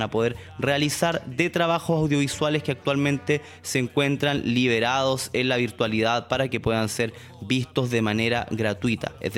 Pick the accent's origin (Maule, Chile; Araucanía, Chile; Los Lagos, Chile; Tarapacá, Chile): Araucanía, Chile; soy de Chile, provengo de la región de la Araucanía, en el sur del territorio que hoy se conoce como Chile, más históricamente es el Hualmapu, territorio ancestral del pueblo mapuche